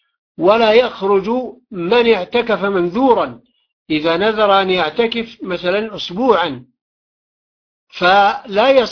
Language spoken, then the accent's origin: Arabic; Taif, Makkah Province, Saudi Arabia; عندنا في الطائف